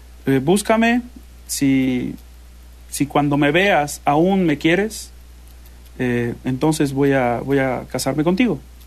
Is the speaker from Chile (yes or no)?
no; Mexico; aquí en mi país, en México